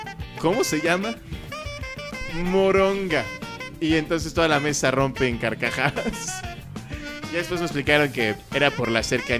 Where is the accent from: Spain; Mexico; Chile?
Mexico; primero yo no soy argentino, soy mexicano. Lo cual queda claro por la forma en la que hablo.